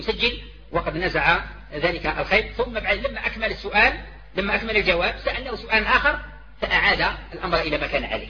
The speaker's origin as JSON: {"language": "Arabic", "country": "Algeria", "said": "ونحن دعاة من الجزائر"}